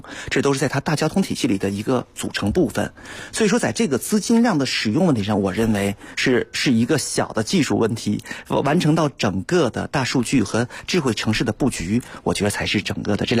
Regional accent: Beijing, China; 其实我们北京人不太熟悉的另外一个品牌叫哈罗

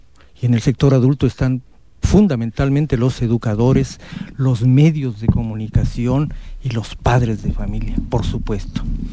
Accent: Comitán, Chiapas, Mexico; la oportunidad maravillosa de volver a compartir reflexiones con la gente de acá de Comitán, mi pueblo.

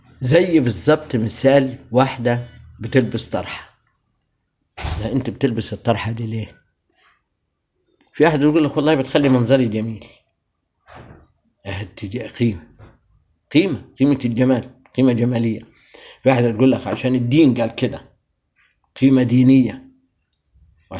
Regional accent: Egypt; إحنا كمصريين لنا ثقافة كلنا عامة

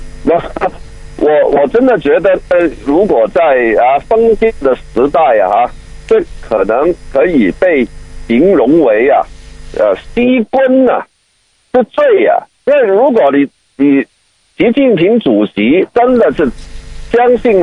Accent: Hong Kong; 就着香港人我们这个特区里头啊对法治的理解

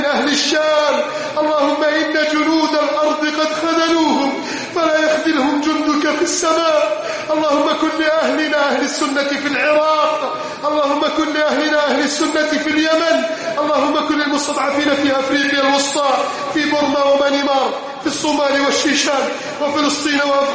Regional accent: Egypt; اللهم احفظ بلدنا مصر من كيد الكائدين

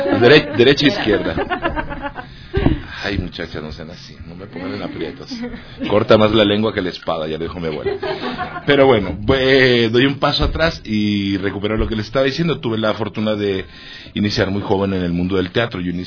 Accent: Mexico; soy de origen mexicano, soy un actor y director mexicano. Esencialmente me formé en Guadalajara, México.

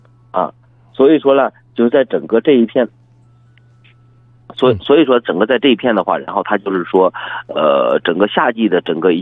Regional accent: Shanxi, China; 我是山西人

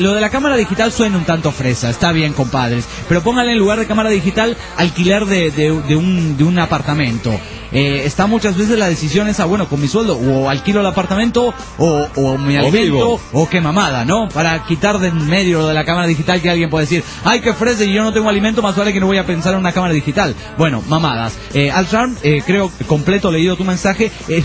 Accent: Venezuela; Yo pienso, como muchos venezolanos

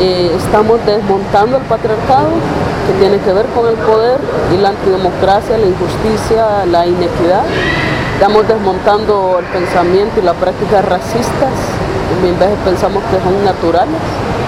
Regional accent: Honduras; cómo nos ha cambiado la vida como pueblo hondureño, un pueblo más sometido, más humillado.

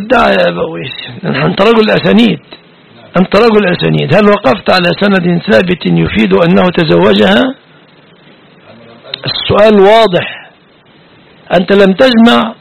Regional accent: Egypt; وليس قولنا كمصريين الحق بأهلك، روح اذهبي إلى بيت أبيك، ليس معناها أننا نريد الطلاق

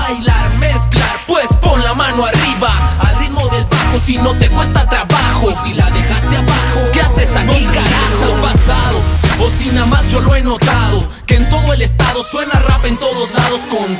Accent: Mexico; Me importa que somos mexicanos, estamos donde mismo y caminamos de lo mismo.

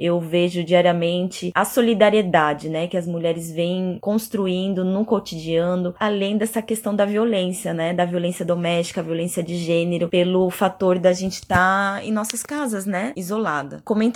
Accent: Brazil; now in Buenos Aires, Argentina; sou brasileira, já vivo alguns anos na Argentina, em Buenos Aires.

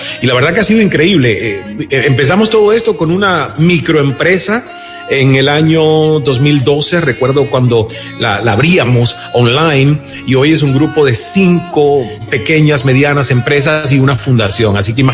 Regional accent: Cuba; moved away as an adult; yo salí de Cuba a los 29 años con esa sed de haber conocido el mundo

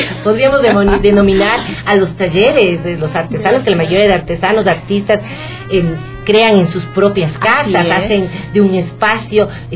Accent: Ecuador; Somos creadores los ecuatorianos.

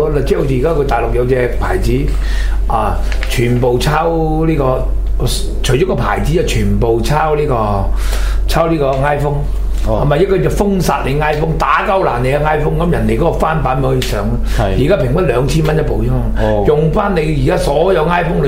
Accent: China; 我哋中國人有人講㗎嘛，我哋儒家思想嘛

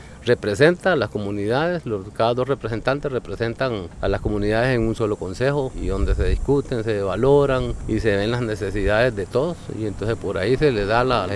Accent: Puerto Níspero, Puntarenas, Costa Rica; vengo de Puerto Níspero, represento a la Asociación de Pescadores de Puerto Níspero, soy el presidente.

